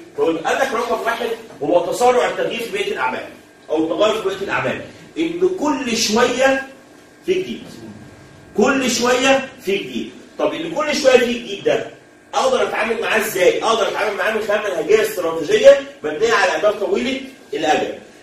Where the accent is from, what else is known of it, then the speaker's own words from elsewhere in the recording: Egypt; واحنا كمصر يعني انت احنا كمصريين وكعرب من اكتر الحاجات اللي بتزعلنا ان احنا مش مستثمرين